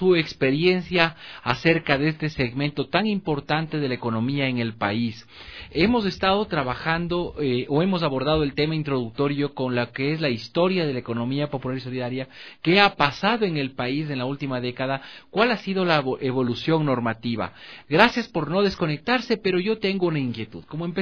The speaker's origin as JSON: {"language": "Spanish", "town": "Ambato", "region": "Tungurahua", "country": "Ecuador", "said": "es muy bonito para quienes somos de Ambato haber estudiado"}